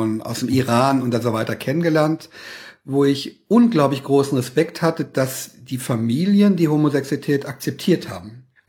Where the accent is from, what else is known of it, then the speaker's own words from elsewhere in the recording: Saarland, Germany; Und ich stamme aus dem Saarland, bin mit Leib und Seele Saarländer